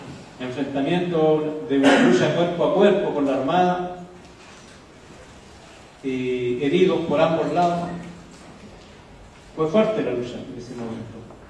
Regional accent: Mehuín, Los Ríos, Chile; vengo de los territorios de Mewin y todas las comunidades tlaxquenches que allí habitamos.

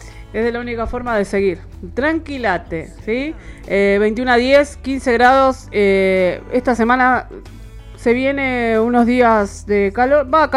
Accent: Quilmes, Buenos Aires Province, Argentina; vos que sos de Quilmes y yo soy de Quilmes.

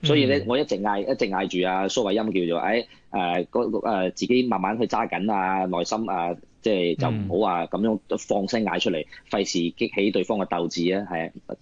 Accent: China; now in Hong Kong; 我哋咁啊，包括我都系内地过嚟嘅。咁但系因为我母语系广东话咧，就好多谢香港市民好容易接受到我啦

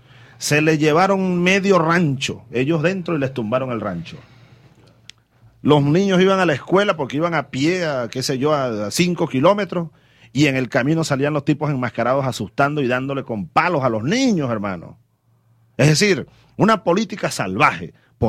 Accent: Venezuela; estoy obligado a investigar esto como jefe del Estado y como venezolano.

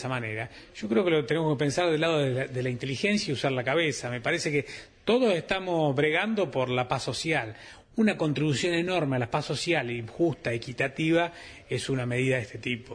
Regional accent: Mercedes, Buenos Aires Province, Argentina; yo que soy de Mercedes

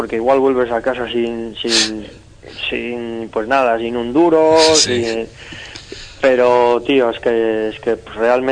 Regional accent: Errenteria, Basque Country, Spain; yo soy de aquí, de Rentería, que es un pueblo pequeño que no tiene nada que ver con Donosti, que es súper pijo

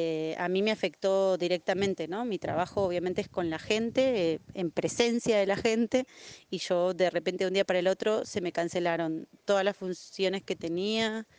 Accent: Argentina; now in Costa Rica; soy payasa, titiritera, gestora cultural y soy argentina, viviendo en Costa Rica hace más o menos unos 3 años.

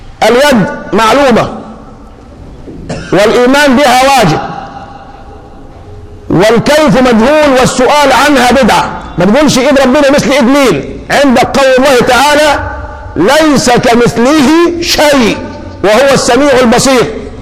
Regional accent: Egypt; انت عندنا في مصر يوم ما الشمس تشتد ما بتسخنش الفنتاز ولا بتسخنه

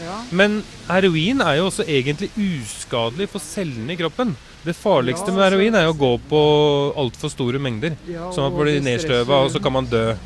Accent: Oslo, Norway; Jeg husker når jeg vokste opp på Østkanten

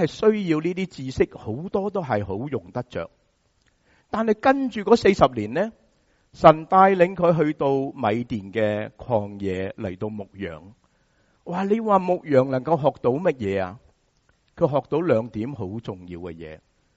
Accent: Hong Kong; 我们香港人怎么说、趁他病就怎么攞他命，是吗？

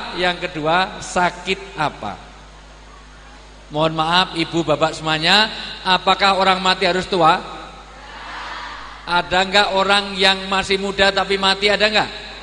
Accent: Java, Indonesia; Karena saya orang Jawa, dalam tradisi Jawa orang tua disebut sepuh.

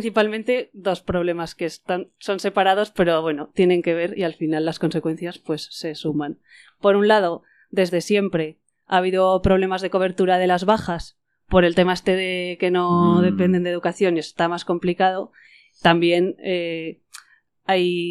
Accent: Zaragoza, Aragon, Spain; yo soy de Zaragoza, entonces en Aragón sí que es un centro igual más

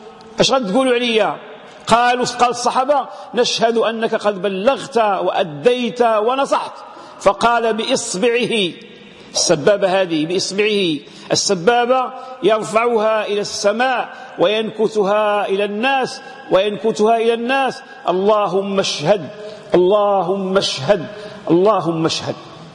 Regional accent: Morocco; هذه العلاقة بين اللي عندنا في المغرب عندها خصوصية

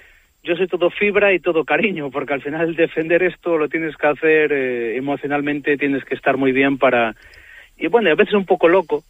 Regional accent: Puente Domingo Flórez, Castile and León, Spain; also born or lived in Galicia; como yo que nací en Galicia, que al final soy del Puente Domingo Flor, que pertenece a León, pero es la parte de que intento transmitir del mundo lo que es la frontera donde yo vivo

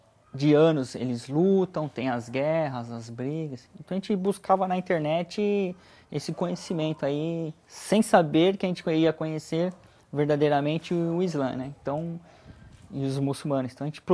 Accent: São Paulo, Brazil; born there; Eu nasci em São Paulo, né? E vivi com a minha família, né?

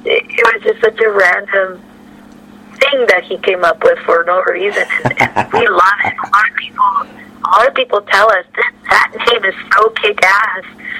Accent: Mexico; But like being being born and raised in Mexico

